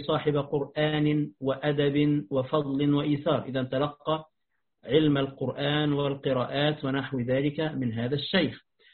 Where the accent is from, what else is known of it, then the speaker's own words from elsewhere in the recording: Egypt; عندنا في مصر يقولون طربوش